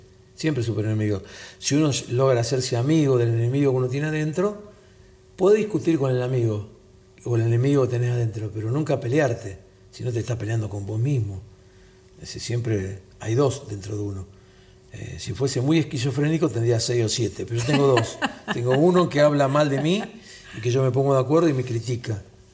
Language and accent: Spanish; Sicily, Italy; soy del sur de Sicilia.